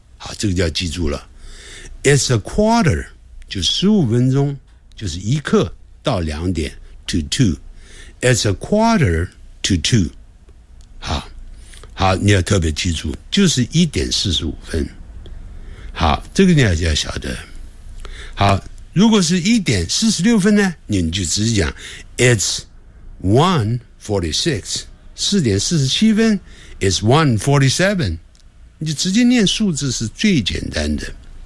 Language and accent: Chinese; China; 我们中国人在学连音，常操之于过急，希望马上连起来，这是要习惯。